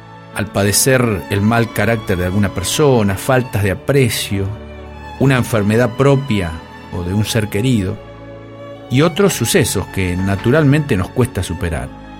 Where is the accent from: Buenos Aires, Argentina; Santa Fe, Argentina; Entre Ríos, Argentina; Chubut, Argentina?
Santa Fe, Argentina; Arteaga; Hace varios años, el padre Ángeles Groy, que era párroco de mi pueblo natal de Arteaga, hizo hacer a unos carpinteros una cruz larga y pesada.